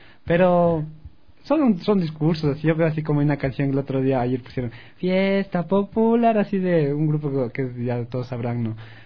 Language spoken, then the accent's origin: Spanish; Alangasí, Pichincha, Ecuador; hablando de las fiestas de Inti Raymi de mi pueblo en Alangací.